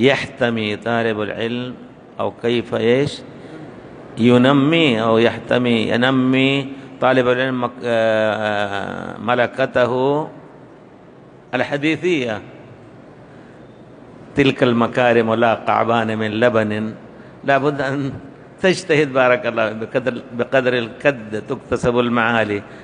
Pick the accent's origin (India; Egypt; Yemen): India; Arabic is a second language; now in Medina, Saudi Arabia; أنا لما وصلت من الهند إلى المدينة فكان يعني رغبتي يعني دراسة العربية واللغة